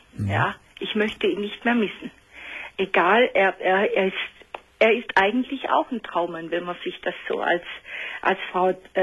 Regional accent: Baden-Württemberg, Germany; accent: Swabian; Sie hören Sie sicher, ich rede Schwäbisch.

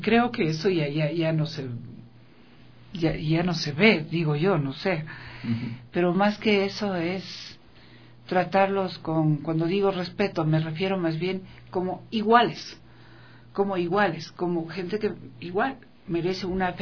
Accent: Ecuador; los ecuatorianos pues estábamos así como somos los ecuatorianos nomás, no, somos los y las ecuatorianas

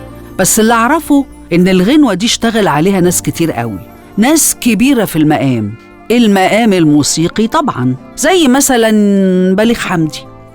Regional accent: Egypt; بس الزمن وإيدينا إحنا كمصريين بهدلت السبيل

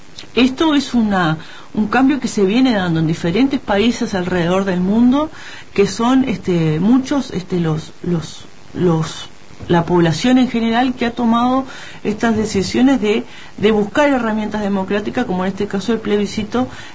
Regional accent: Uruguay; como población, como pueblo uruguayo

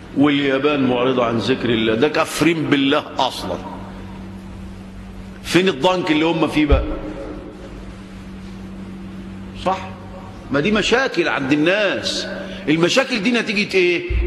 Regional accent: Egypt; طبعا عندنا في مصر الآن

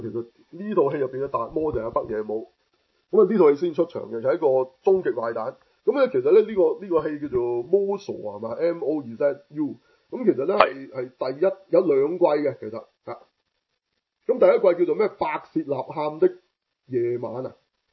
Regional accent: Hong Kong; 我哋香港人好熟悉嘅

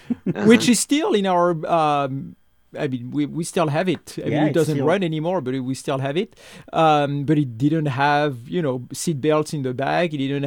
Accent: Centre-Val de Loire, France; English is a second language; it actually takes place very close to where I grew up in the Loiret.

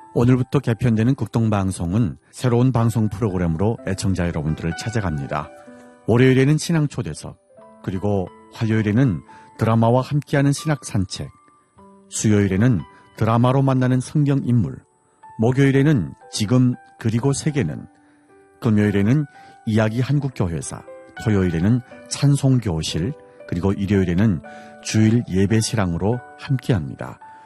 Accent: North Korea; now in South Korea; 저는 탈북민

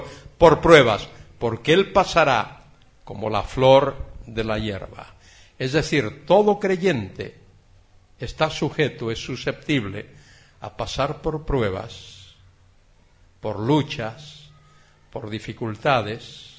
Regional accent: Galicia, Spain; Yo vengo de una parte de Galicia que se llama Costa da Morte, Costa de la Muerte, porque allí las olas baten con una fuerza tremenda

